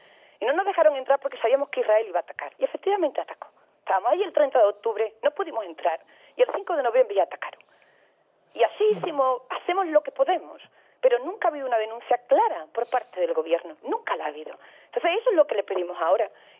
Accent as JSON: {"language": "Spanish", "region": "Andalusia", "country": "Spain", "said": "Yo como andaluza no me puedo sentir más defraudada con mi gobierno autonómico"}